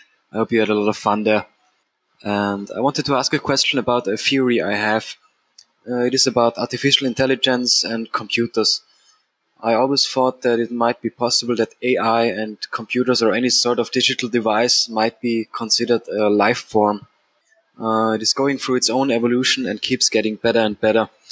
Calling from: Austria; I'm a listener from Austria, Europe.

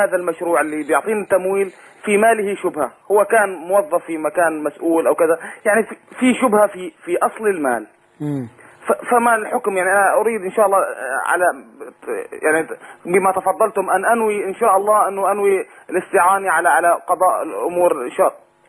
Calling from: Syria

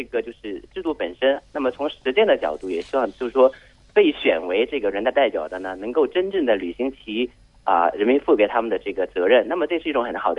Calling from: Shenzhen, Guangdong, China; 我来自深圳。

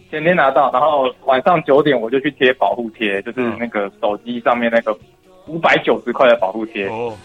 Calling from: Tainan, Taiwan; 我是台南的

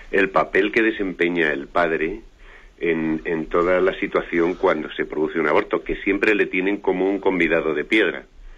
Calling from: Madrid, Community of Madrid, Spain; de Madrid.

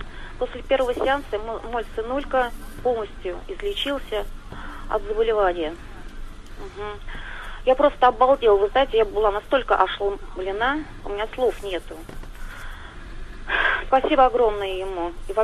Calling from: Nizhny Novgorod, Nizhny Novgorod Oblast, Russia; Я звоню из Нижнего Новгорода.

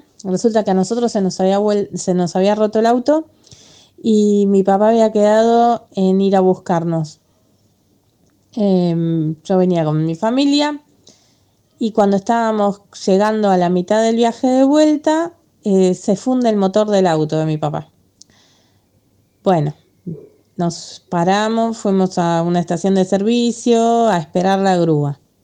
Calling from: Lanús, Buenos Aires Province, Argentina; de Lanús.

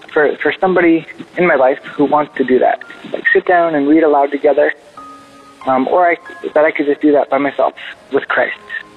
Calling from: New York, United States; I'm calling from New York.

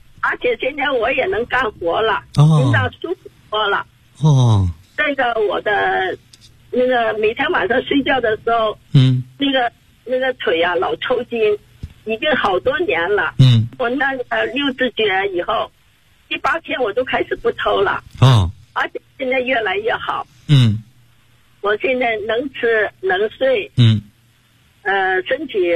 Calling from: Shenzhen, Guangdong, China; 我来自广东深圳。今年79岁了。

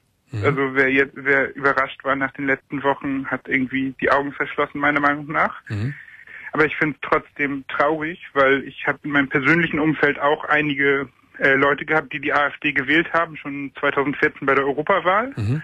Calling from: Schleswig-Holstein, Germany; Ich komme aus Schleswig-Holstein, also ich habe das alles von außen mitverfolgt.

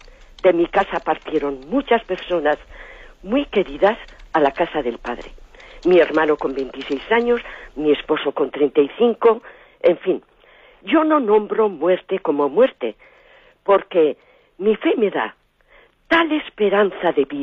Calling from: Basque Country, Spain; de Guipúzcoa.

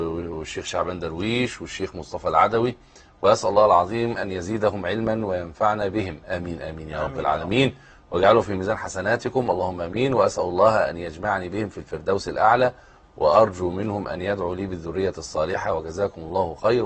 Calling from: Sudan; من السودان.

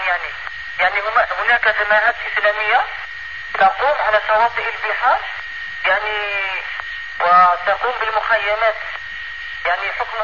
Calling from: Algeria; يعني أنا نضرب الهاتف من الجزائر

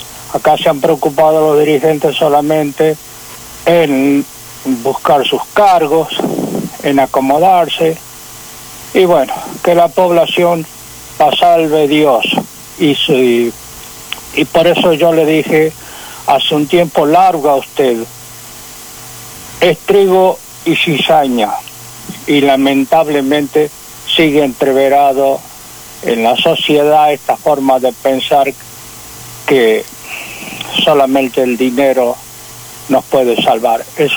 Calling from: Rafael Castillo, Buenos Aires Province, Argentina; de Rafael Castillo.

